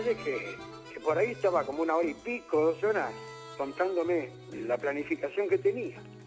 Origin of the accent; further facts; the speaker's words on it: Argentina; yo soy un músico argentino, compositor, autor.